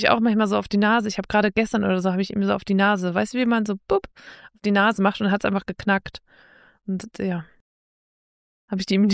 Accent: Northern Germany, Germany; Ich komme ja aus dem Norden, da fehlt mir die Bildung.

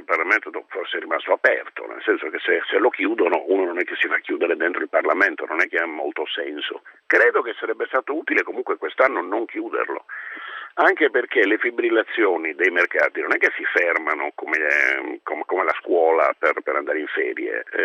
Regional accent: Cagliari, Sardinia, Italy; born there; Io sono a casa mia in Sardegna, io ho la fortuna di avere la nascita a Cagliari

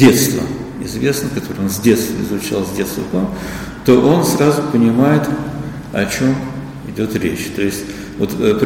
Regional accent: Moscow, Russia; Но я рос в Москве, и, собственно, это было советское время.

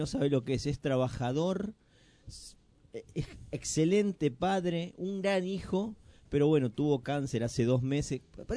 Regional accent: Argentina; porque somos argentinos y si no fuéramos argentinos, ¿de qué país seríamos?

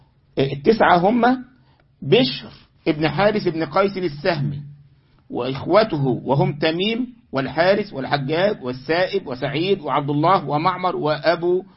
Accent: Egypt; يعني انا مرة من المرات عندنا في مصر كان في بعض الشيوخ عندنا في المسجد

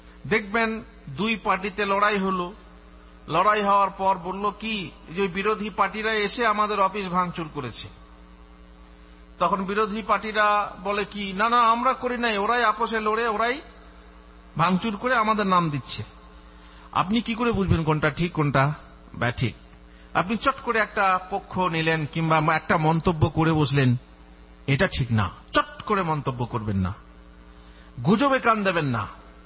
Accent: India; আমি হচ্ছি ইন্ডিয়ান লোক, তো আমি বাংলাদেশের এনজিও সম্পর্কে কি জানবো?

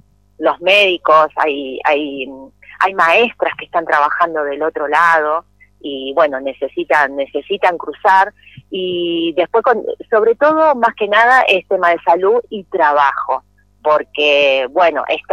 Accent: Buenos Aires, Argentina; yo todavía no pude hacer el cambio de domicilio, soy de Buenos Aires

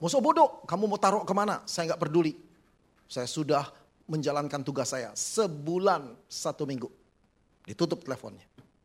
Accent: Jakarta, Indonesia; now in Malang, Indonesia; cukup tua saudara ya, 60 tahun. Sudah belasan tahun saya di sana, walaupun saya berasal dari Jakarta, saya bersyukur Tuhan membawa saya ke Kota Malang

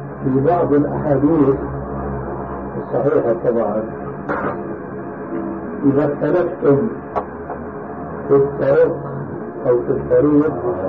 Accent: Syria; لذلك عندنا في سوريا إلى عام قريب كانوا ينقلون

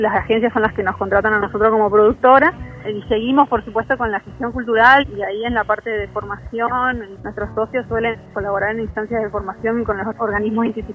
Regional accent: Misiones, Argentina; como que soy de Misiones solamente tengo que hablar de los guaraníes.

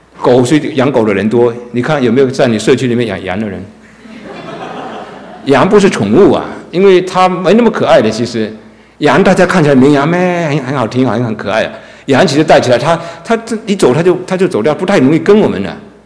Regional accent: China; 但是我中国人说重要的事情就要说三次嘛，

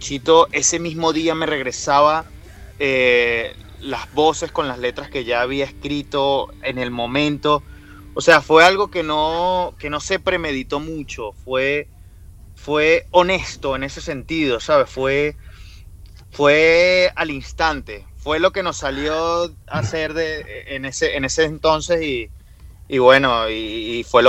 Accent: Caracas, Capital District, Venezuela; moved away; somos emigrantes, estamos dejando nuestra tierra. Somos emigrantes de Venezuela, de Caracas, del Caribe.

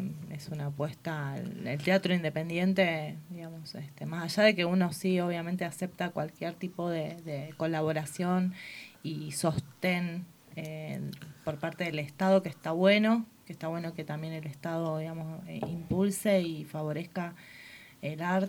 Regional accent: Rosario, Santa Fe, Argentina; now in Mina Clavero, Argentina; Yo vengo de Rosario.

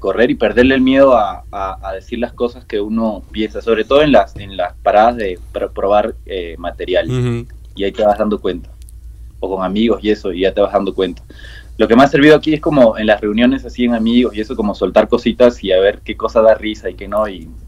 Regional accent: Peru; now in Colombia; La gente me ha tratado bien. He tenido más oportunidades que en mi país.

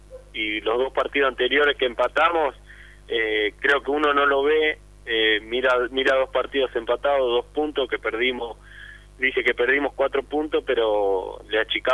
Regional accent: Avellaneda, Buenos Aires Province, Argentina; No, yo nací en Avellaneda y viví desde chiquito en Avellaneda.

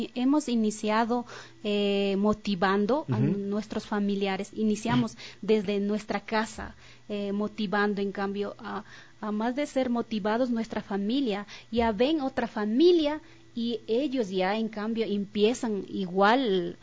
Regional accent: Colta, Chimborazo, Ecuador; vengo de la provincia de Chimborazo, Cantón Colta, Parroquia Columbe, Comunidad Secao San José.

